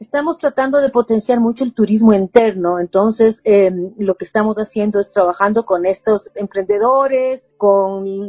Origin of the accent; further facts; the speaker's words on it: Ecuador; quizás nosotros como ecuatorianos no nos hemos creído mucho sobre el valor de nuestra cocina